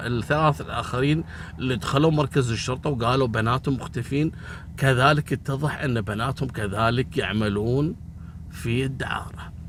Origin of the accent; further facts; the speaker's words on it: Kuwait; هل أهل القرية هذول مثل عندنا في الكويت؟ إحنا هني عندنا مثلا إذا عدت الساعة 12 بالليل واضطريت انك تبي تشتري شيء